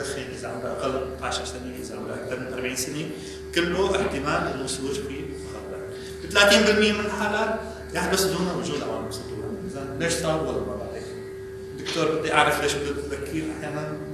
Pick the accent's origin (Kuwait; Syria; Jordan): Syria; عندنا بسوريا يختلف حسب المكان حسب المشفى حسب الكميات الطبية